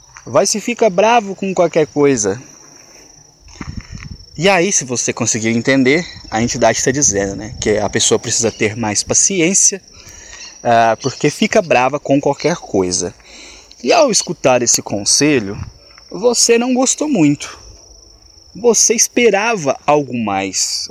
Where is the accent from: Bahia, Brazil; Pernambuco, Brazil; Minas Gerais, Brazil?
Minas Gerais, Brazil; eu sou mineiro, eu tenho costume de falar uai, nós, sou, trem, características comuns do vocabulário do mineiro.